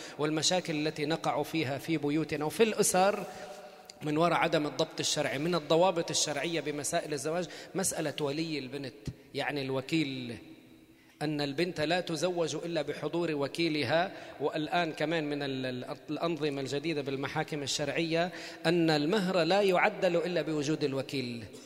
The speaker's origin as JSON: {"language": "Arabic", "town": "Sidon", "region": "South Governorate", "country": "Lebanon", "said": "طب ما انا صيداوي الاصل. طيب والله انا من صيدا"}